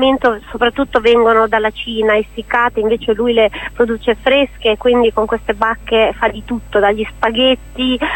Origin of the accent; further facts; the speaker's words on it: Rimini, Emilia-Romagna, Italy; Io poi vengo dalla mia città natale, Rimini, immaginati, una riminese che d'estate è una delle città più affollate d'Italia